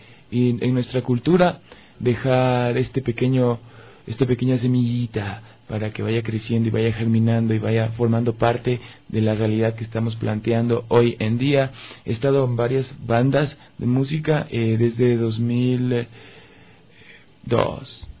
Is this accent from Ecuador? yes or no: yes; Ecuador; traduce mucho de mi idiosincrasia como ecuatoriano